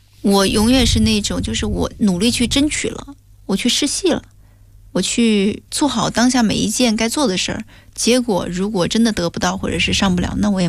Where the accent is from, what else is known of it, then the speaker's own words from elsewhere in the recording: Hengyang, Hunan, China; 我又认识了一位更厉害的高手，而且还是我老家人，是湖南衡阳人